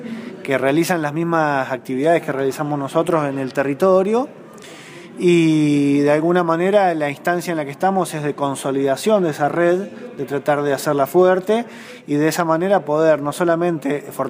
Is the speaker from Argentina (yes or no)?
yes; Córdoba, Argentina; Bueno, nosotros somos del Valle de Calamuchita.